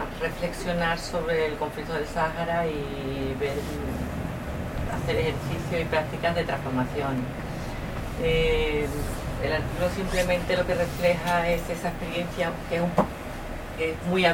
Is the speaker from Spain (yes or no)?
yes; Andalusia, Spain; nosotros como pueblo andaluz